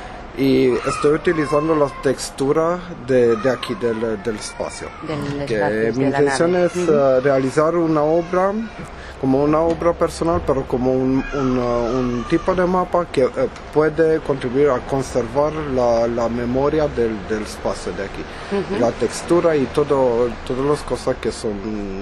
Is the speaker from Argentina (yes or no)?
no; Cluj-Napoca, Cluj County, Romania; Spanish is a second language; Estoy de Rumanía, pero más exacto de Cluj, del centro de Transilvania.